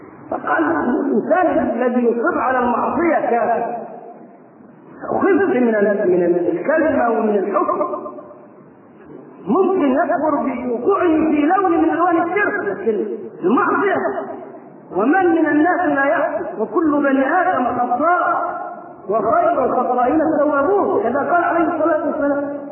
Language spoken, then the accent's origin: Arabic; Egypt; وبدا ينتشر فكر التكفير في قرى مصر ومدنها وصل الى قريتنا